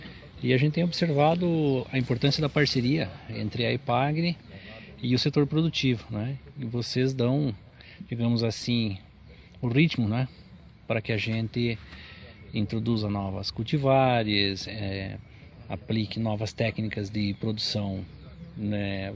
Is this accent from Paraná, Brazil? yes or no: no; Caçador, Santa Catarina, Brazil; eu sou de Caçador